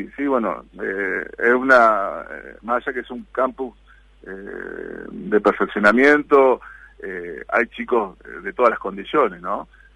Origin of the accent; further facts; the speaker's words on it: Concepción del Uruguay, Entre Ríos, Argentina; born there; el campus, como te dije, es en Concepción del Uruguay, Entre Ríos, de mi ciudad natal